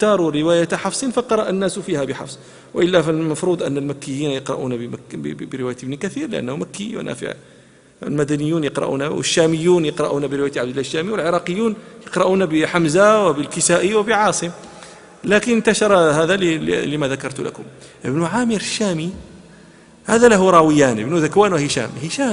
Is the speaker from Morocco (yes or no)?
yes; Morocco; حتى لا نتهم بأننا ننسب الفضائل أنا مغربي